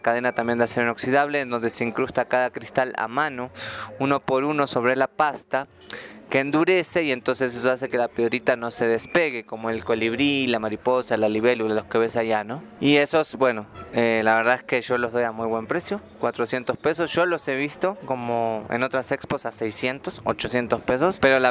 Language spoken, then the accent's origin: Spanish; Buenos Aires, Argentina; now in Mexico; vengo de Buenos Aires, Argentina. Llevo un rato largo viviendo aquí en México